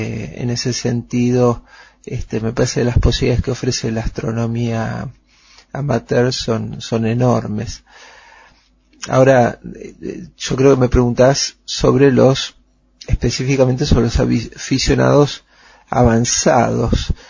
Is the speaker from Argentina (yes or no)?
yes; Buenos Aires, Argentina; nací y me crié en Buenos Aires, en una época en que la ciudad era mucho más chica, mucho más segura de lo que es hoy, y además se podían ver las estrellas.